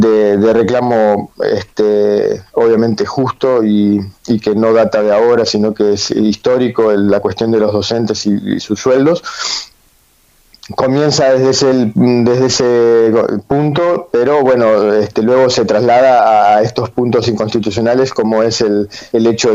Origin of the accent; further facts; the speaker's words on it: Argentina; Es algo que nosotros también como argentinos no debemos dejar pasar